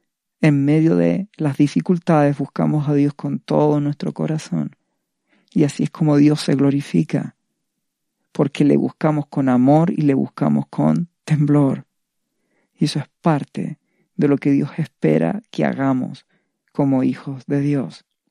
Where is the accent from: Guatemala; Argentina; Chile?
Chile; En la actualidad, yo en mi país, Chile, estamos viviendo una serie de situaciones